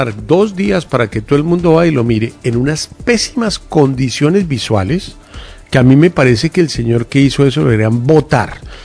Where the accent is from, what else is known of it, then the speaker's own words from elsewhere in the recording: Colombia; no somos imagen. Colombia, no somos Argentina.